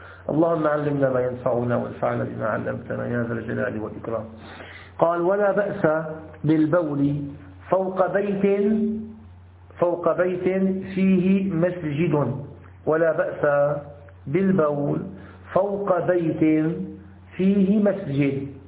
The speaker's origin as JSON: {"language": "Arabic", "town": "Damascus", "region": "Damascus Governorate", "country": "Syria", "said": "حتى نذكر عندنا في الشام، عندنا في الشام كثير من المساجد سرق السجاد الذي فيها."}